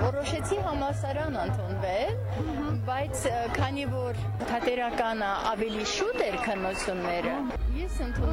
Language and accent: Armenian; Vanguyugh, Armenia; born there; Ծնունդով Վանգյուղից եմ